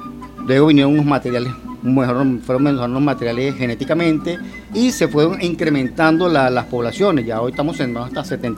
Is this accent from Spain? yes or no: no; El Tocuyo, Lara, Venezuela; now in Portuguesa, Venezuela; Mira, soy nativo del Tocuyo, venido para acá hace muchos años, trajo mi papá acá para Portuguesa.